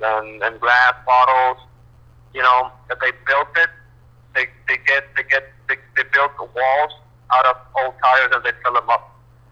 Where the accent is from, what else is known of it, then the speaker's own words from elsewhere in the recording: Puerto Rico; I'm planning to move to New York now. I'm from Puerto Rico, but yeah, I'm doing the transition.